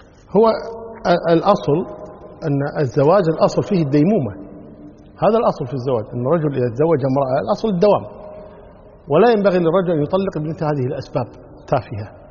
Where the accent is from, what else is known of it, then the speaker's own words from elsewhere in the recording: Kuwait; يعني عندنا في الكويت عن طريق وزارة العدل